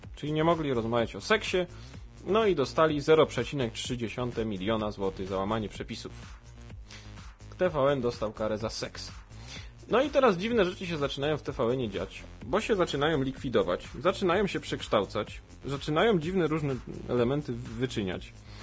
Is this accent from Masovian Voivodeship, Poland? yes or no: yes; Sochaczew, Masovian Voivodeship, Poland; bo ja jestem z Sochaczewa, tu nieskromnie się przyznam